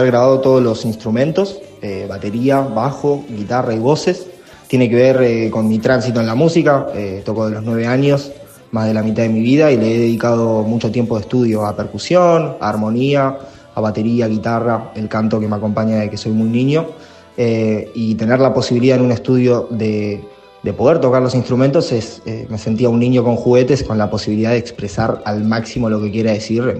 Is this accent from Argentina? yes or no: yes; Puerto Pirámides, Chubut, Argentina; la música llega a mí en mi pueblo natal, en Puerto Pirámides, en la provincia del Chubut